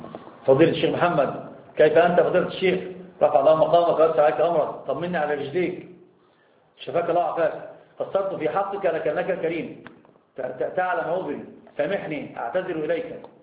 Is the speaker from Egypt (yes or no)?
yes; Egypt; أنا عندنا في مصر يقولون في المثل اللي ما يعرفك يشوي جاك